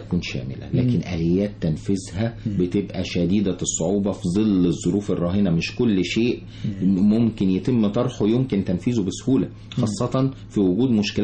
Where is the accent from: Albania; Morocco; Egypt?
Egypt; أنا مواطن مصري ذو خبرة في مجال معين